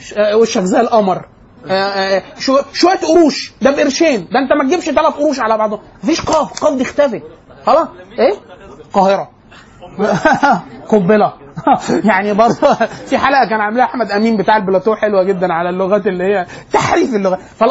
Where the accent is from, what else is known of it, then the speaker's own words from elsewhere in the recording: Cairo, Cairo Governorate, Egypt; يعني احنا انا وانت من القاهره،